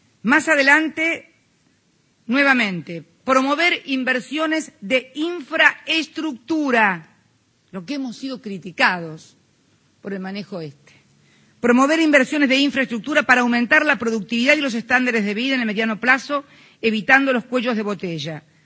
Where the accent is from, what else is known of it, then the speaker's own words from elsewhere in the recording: Argentina; voy a hablar en pesos argentinos porque soy argentina.